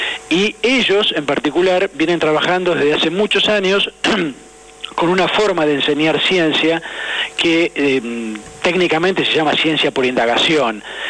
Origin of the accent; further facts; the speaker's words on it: San Miguel, Buenos Aires Province, Argentina; born there; Yo soy nacido en San Miguel, provincia de Buenos Aires